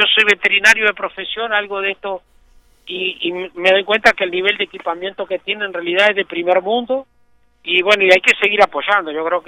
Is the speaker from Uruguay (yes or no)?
yes; Uruguay; vamos arreglando como los uruguayos, atadito con alambre